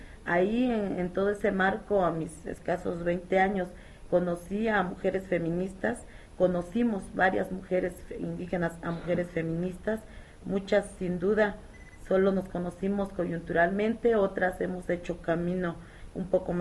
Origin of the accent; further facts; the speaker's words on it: Xochistlahuaca, Guerrero, Mexico; que soy originaria de Xochitlahuaca, en la Costa Chica Montaña, que soy mujer, que soy indígena y que soy feminista.